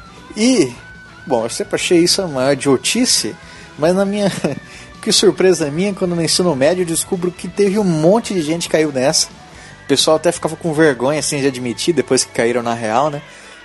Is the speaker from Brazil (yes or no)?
yes; Campo Grande, Mato Grosso do Sul, Brazil; eu sou 20 novo, sou de Campo Grande, Mato Grosso do Sul.